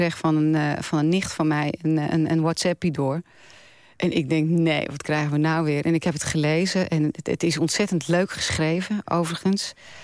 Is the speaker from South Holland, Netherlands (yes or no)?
no; Volendam, North Holland, Netherlands; Ja, maar ik kom uit Volendam, dus dat is altijd wel heel